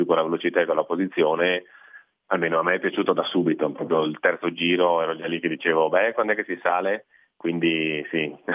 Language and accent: Italian; Cortina d'Ampezzo, Veneto, Italy; io sono di Cortina e la pista da bob comunque da noi è un must